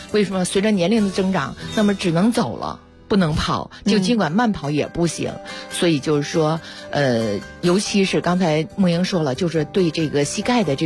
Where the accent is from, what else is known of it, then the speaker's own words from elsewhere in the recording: Beijing, China; 我们北京人